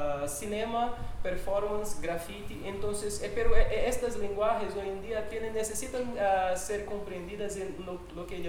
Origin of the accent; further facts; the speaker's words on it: Pará, Brazil; Spanish is a second language; soy del norte de Brasil, que es esta porción. El norte de Brasil es hecho de 1, 2, 3, 4, 7 departamentos, pero mi departamento es este acá. Acá es una imagen del departamento de Pará